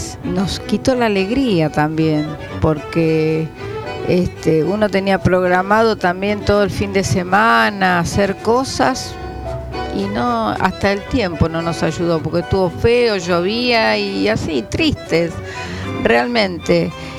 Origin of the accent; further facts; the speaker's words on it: Ciudadela, Buenos Aires Province, Argentina; voy a cumplir 55 años y viví toda la vida en Ciudadela. Nací en Ciudadela